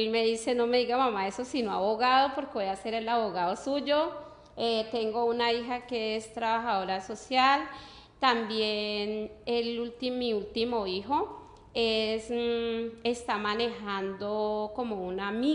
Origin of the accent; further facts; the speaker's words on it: Cali, Valle del Cauca, Colombia; Yo nací en Cali, en el mismo barrio que vivo en la casa de mi mamá. Mi mamá, pues, sí es de Nariño, pero mis ancestros son de Cali. Tengo 3 hijos